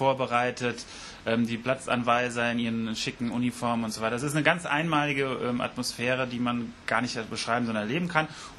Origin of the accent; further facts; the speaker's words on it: Wiesbaden, Hesse, Germany; Genau, ich bin in Wiesbaden geboren, so ein sogenannter Biebricher Bub, also hier im Stadtteil Biebrich aufgewachsen, Großeltern schon aus Wiesbaden.